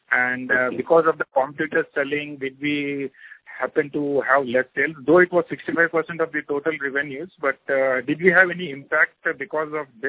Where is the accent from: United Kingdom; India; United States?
India; Hyderabad, Telangana; from Hyderabad.